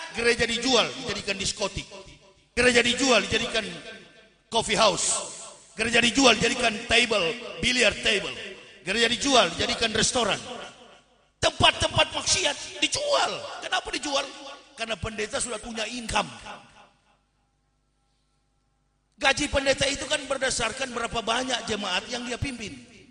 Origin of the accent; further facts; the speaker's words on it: Manado, North Sulawesi, Indonesia; Saya orang Manado, ceramah di Manado.